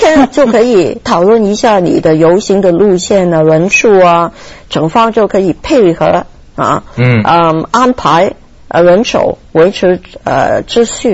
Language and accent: Chinese; Hong Kong; also born or lived in United States; 因为我是香港人呢，到头来都是觉得为香港服务最适合我。